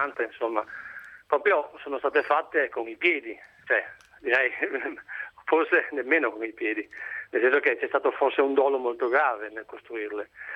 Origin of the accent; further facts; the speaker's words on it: Friuli-Venezia Giulia, Italy; born there; now in Padua, Italy; sono nato in Friuli, ho vissuto il terremoto del Friuli quando avevo 8 anni.